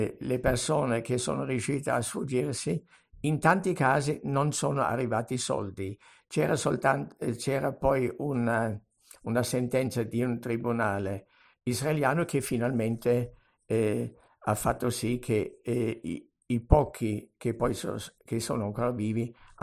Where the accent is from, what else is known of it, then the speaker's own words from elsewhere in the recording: Germany; Per me che sono tedesco non è una cosa nuova